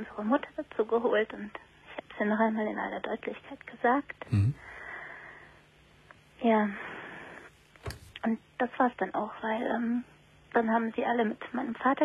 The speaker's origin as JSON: {"language": "German", "country": "Greece", "lives_now": "Germany", "said": "wir kommen aus Griechenland und da läuft das alles ein bisschen anders"}